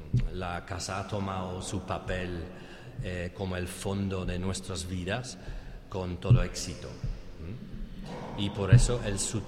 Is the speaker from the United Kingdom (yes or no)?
yes; England, United Kingdom; accent: English; Spanish is a second language; Espero que entre mi acento inglés y el resfriado que tengo me podáis entender.